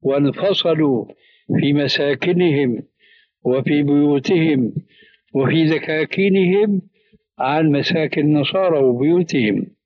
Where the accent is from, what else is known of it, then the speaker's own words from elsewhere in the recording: Syria; هذه يسموها عندنا في سوريا برازيت، يعني تشويش